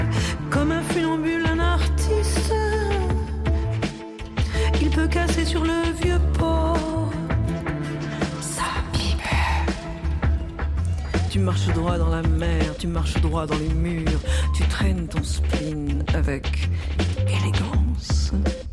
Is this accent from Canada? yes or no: yes; Quebec, Canada; accent: Québécois; J'ai dit à Mireille, je pourrais pas arrêter d'être québécoise, j'aurais perdu mon accent.